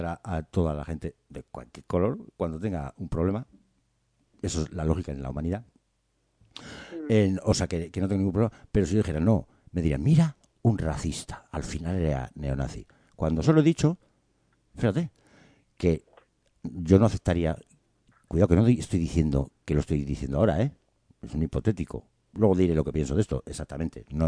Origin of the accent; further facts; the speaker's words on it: Basque Country, Spain; Yo soy del País Vasco, ¿no? Pero mi abuelo era guardia civil en Oñate.